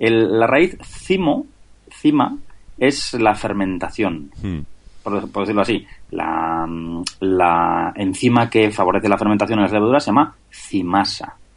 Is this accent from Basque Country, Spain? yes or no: yes; Basque Country, Spain; Yo, por ejemplo, soy de Vizcaya.